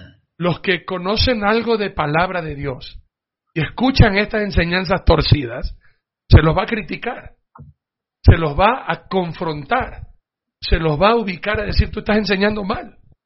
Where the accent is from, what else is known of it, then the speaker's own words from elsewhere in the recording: Ecuador; Miren, como ecuatoriano a mí me duele el corazón